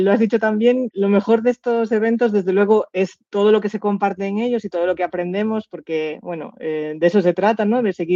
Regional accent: Galicia, Spain; ¿Y qué voy a decir yo como gallega de que vengáis a Valide?

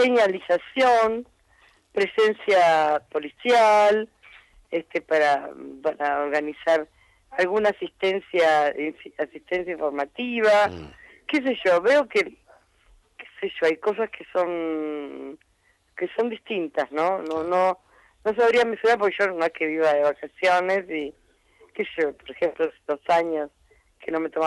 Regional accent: Buenos Aires, Argentina; los porteños, porque yo soy porteña en tercera generación, los porteños integramos

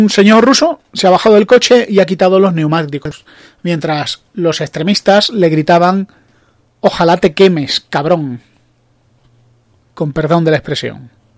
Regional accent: Spain; yo, como español

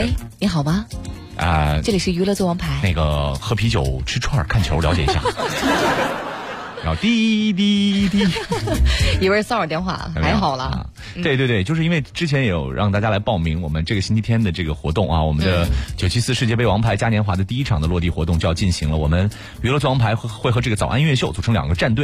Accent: Lanzhou, Gansu, China; 不是，等一下，等一下， 我是兰州人。

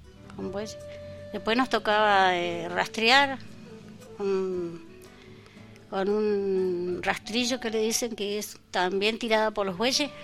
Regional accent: Machín Ahogado, Río Negro, Argentina; born there; representé Machín Ahogado, yo soy nacida en Machín Ahogado.

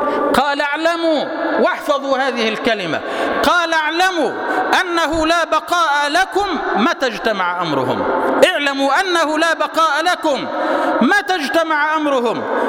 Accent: Egypt; اللهم اجعل بلدنا مصر سلما سلاما، أمنا أمانا

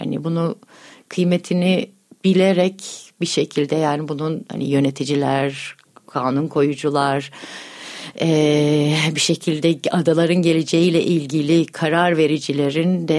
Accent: Yalova, Turkey; Çünkü ben Yalovalıyım. Yalova'da büyüdüm.

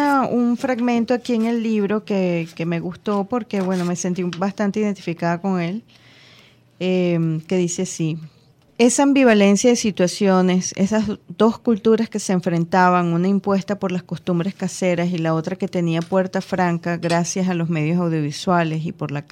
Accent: Venezuela; yo soy venezolana, yo no tengo que hablar, no sé qué, en ruso y tal.

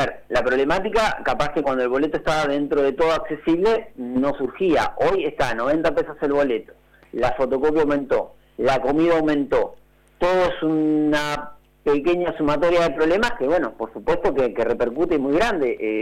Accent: Cañuelas, Buenos Aires Province, Argentina; Yo digo a los chicos porque yo soy de Cañuela, sí.

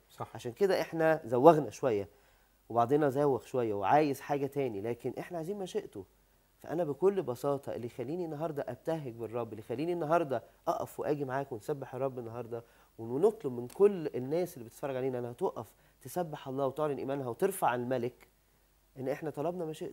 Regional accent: Egypt; إن أنا إنسان مصري بشري

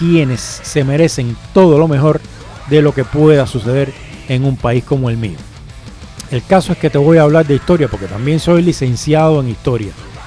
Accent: Cuba; todo el mundo sabe por mi acento, y el que no, el que me escucha por primera vez, que yo soy cubano

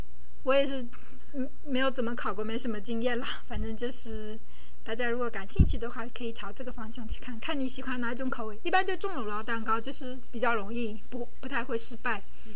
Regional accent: Wuxi, Jiangsu, China; 问我是哪里人，我是无锡的

